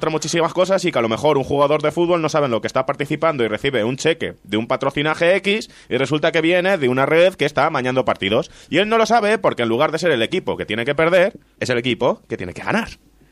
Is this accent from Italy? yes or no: yes; Italy; Spanish is a second language; Yo puedo hacerlo porque soy italiano.